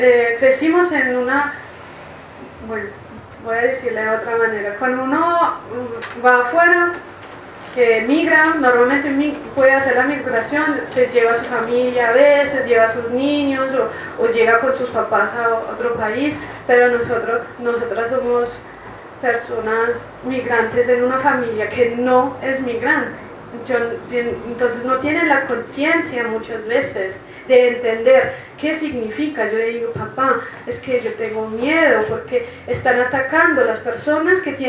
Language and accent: Spanish; Germany; pero crecí en Alemania y para nada puedo estar